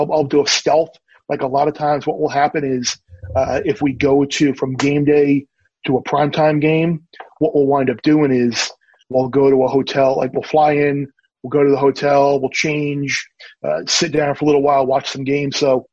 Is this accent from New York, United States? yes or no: yes; New York, United States; Growing up on Long Island, it's a natural deal.